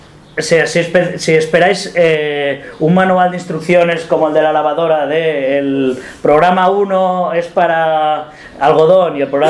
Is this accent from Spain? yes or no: yes; Barcelona, Catalonia, Spain; yo soy de Barcelona